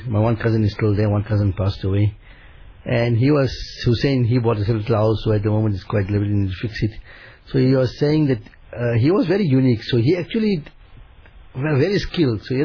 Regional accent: Dabhel, Gujarat, India; Because if you're from Surat, we're from Dabel, Simlak.

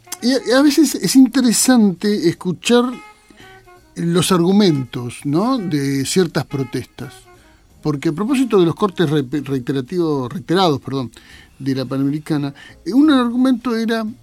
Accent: Buenos Aires, Argentina; si los argentinos promedio somos, o los bonaerenses, ¿no? Los capitalinos, los urbanos, ajá, somos más quejosos de lo que corresponde

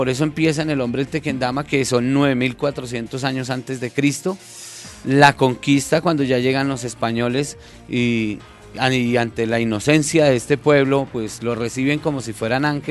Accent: Soacha, Cundinamarca, Colombia; sus costumbres, su vida, desde la parte antigua hasta la parte del presente, pero sobre todo aborda lugares que en nuestra memoria, en la memoria de los soachunos, aún ya desaparecieron

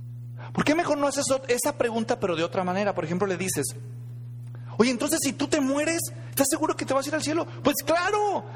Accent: Mexico; era muy difícil encontrar cristianos en México, allá de donde yo vengo.

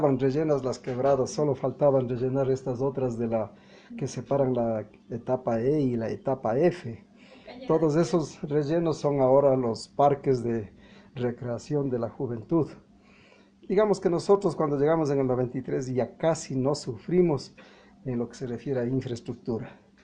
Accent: Otavalo, Imbabura, Ecuador; moved away as an adult; now in Quito, Ecuador; No, nosotros somos de Otavalo. Y aunque en el 73 yo ya subí a estudiar aquí en Quito, entonces ya soy queteño.

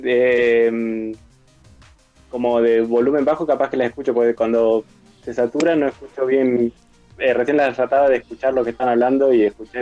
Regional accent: Tandil, Buenos Aires Province, Argentina; also born or lived in La Plata; Hace un año y medio que volví a vivir acá en Tandil, mi ciudad natal

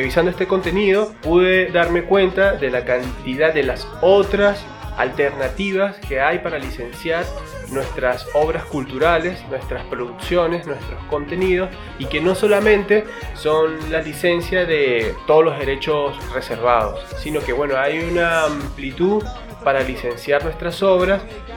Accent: Venezuela; soy un venezolano.

